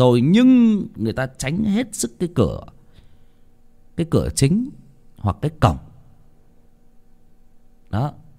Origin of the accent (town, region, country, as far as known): Hưng Yên, Vietnam; born or raised there